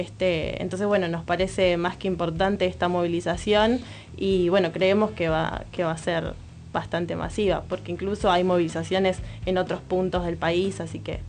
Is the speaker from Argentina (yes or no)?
yes; La Matanza, Buenos Aires Province, Argentina; nosotras somos de Matanza particularmente